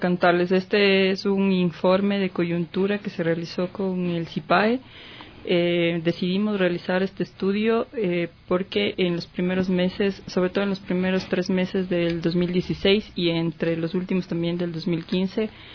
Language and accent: Spanish; Chunchi, Chimborazo, Ecuador; now in Quito, Ecuador; Vivo aquí en Quito algunos años. Soy de la provincia de Chimborazo, del cantón Chunchi.